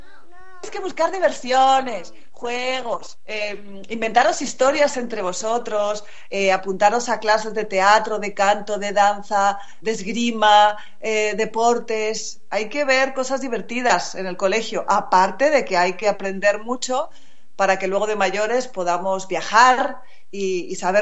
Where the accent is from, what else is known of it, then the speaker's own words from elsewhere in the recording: Salamanca, Castile and León, Spain; now in Madrid, Spain; Yo soy de Salamanca, yo vivo en Madrid, pero soy de Salamanca. Y cuando era pequeña, mis padres tenían un chalet fuera de Salamanca